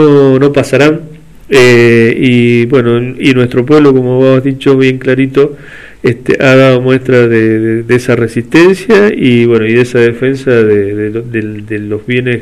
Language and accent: Spanish; Mendoza, Argentina; nosotros como mendocinos nos sentimos orgullosos de gente como ustedes